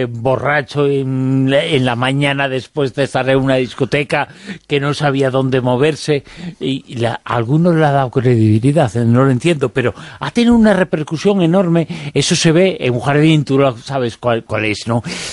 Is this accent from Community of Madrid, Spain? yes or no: no; Galicia, Spain; born there; que está al lado de el lugar donde yo nací, y sin embargo lo desconozco